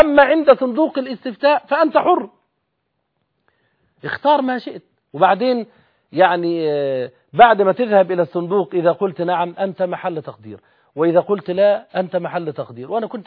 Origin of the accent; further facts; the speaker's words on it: Egypt; اولا نحن كمصريين حديث عهد بالكلام في السياسة، امر جديد علينا